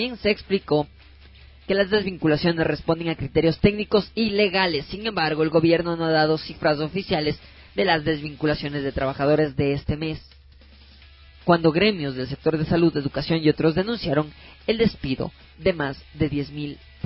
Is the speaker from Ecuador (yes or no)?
yes; Ecuador; Fuerza, somos ecuatorianos y así nos vamos a apoyar.